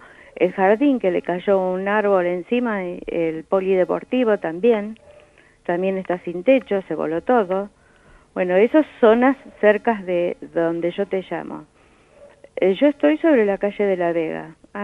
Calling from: Villa Alcorta, Santa Fe, Argentina; No, mira, no soy de Villa Salas, soy de Villa Alcorta.

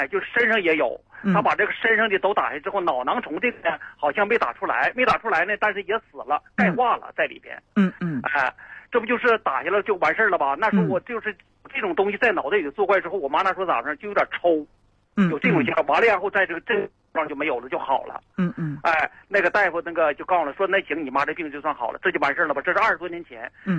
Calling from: Qiqihar, Heilongjiang, China; 我有这么个事儿，我是齐齐哈尔的。

